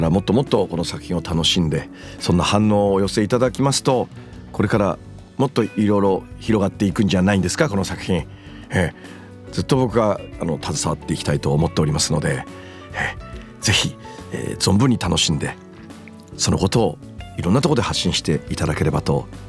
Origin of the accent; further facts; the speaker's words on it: Miyagi, Japan; 私東北宮城県出身でございます。塩釜文化大使にもなっております。